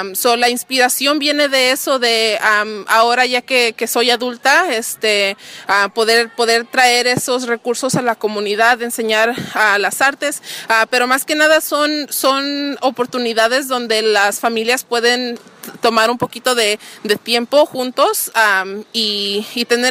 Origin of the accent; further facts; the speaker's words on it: Santa Ana, California, United States; Yo creciendo aquí en Santa Ana, llegué aquí en 1999, aquí crecí en Downtown, que es en la... crecí en la Santa Ana Boulevard y la Minter.